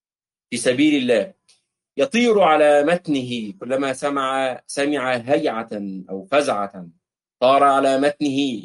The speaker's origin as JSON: {"language": "Arabic", "country": "Egypt", "said": "ولذلك نجد الاخوه في الخليج وفي عندنا في مصر في مطروح والبدو وفي الاردن"}